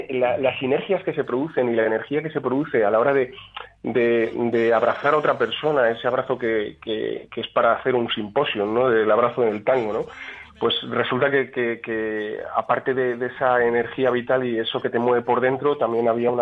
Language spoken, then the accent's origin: Spanish; Valladolid, Castile and León, Spain; Yo nací aquí, soy oriundo de aquí, lo que pasa es que he estado viviendo en 10 o 12 ciudades distintas y ahora otra vez vuelvo aquí a tierras castellanas, pero a un pueblecito, ahí pequeñito